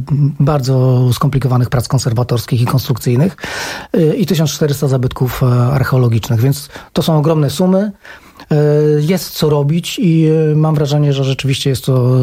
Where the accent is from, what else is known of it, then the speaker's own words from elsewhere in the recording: Wrocław, Lower Silesian Voivodeship, Poland; Ja jestem wrocławianinem